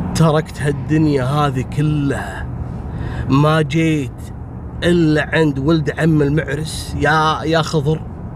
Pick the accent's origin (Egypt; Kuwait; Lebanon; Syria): Kuwait; أيام الثمانينات في كثير عراقيين عندنا في الكويت